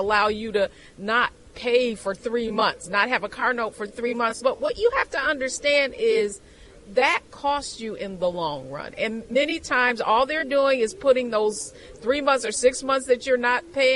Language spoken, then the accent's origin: English; Detroit, Michigan, United States; Yes, I'm from Detroit. Detroit has made a comeback in terms of their auto sales.